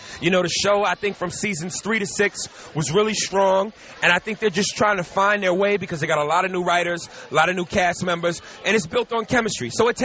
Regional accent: New York, United States; now in Los Angeles, United States; I tell you, I love L.A. People don't. I'm a diehard New Yorker. I'm from New York. People always ask me, do you like L.A.?

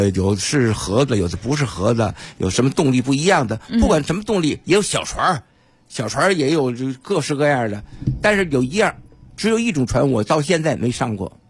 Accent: Tianjin, China; born there; 怎么是生我的地方呢？我生在海边儿。

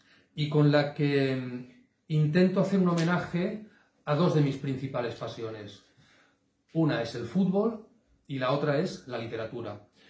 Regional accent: Cornellà de Llobregat, Catalonia, Spain; soy de Cornellá.

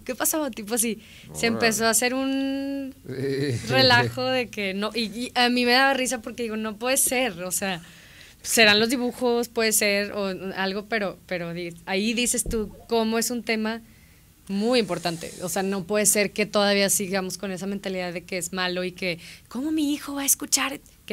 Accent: Mexico; yo soy mexicana

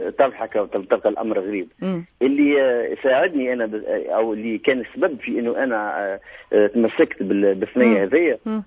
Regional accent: Tunisia; moved away; also born or lived in Syria; الشيء اللي خلاني هاجرت من تونس ومشيت باش نتعلم ديني

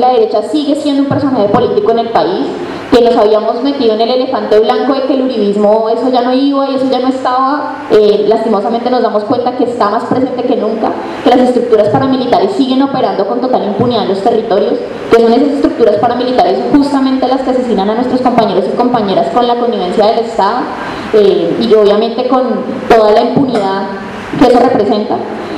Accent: Colombia; nosotros y nosotras como pueblo colombiano y latinoamericano

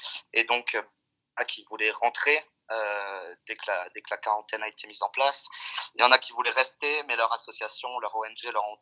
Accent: Pau, Nouvelle-Aquitaine, France; moved away as an adult; now in Philippines; j'ai 27 ans, je viens de Pau

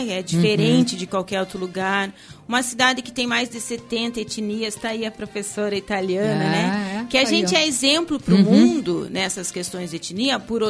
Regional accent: Foz do Iguaçu, Paraná, Brazil; born there; eu sou nascida em Foz, amo minha cidade, mas ninguém, uhum, conhece Foz do Iguaçu.

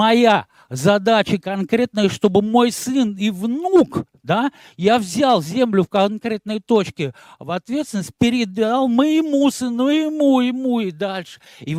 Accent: Arzamas, Nizhny Novgorod Oblast, Russia; born there; я родился в Арзамасе

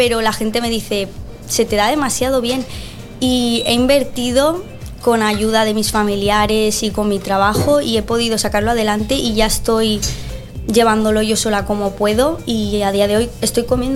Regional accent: Colombia; now in Spain; Yo soy colombiana, pero me he criado aquí.

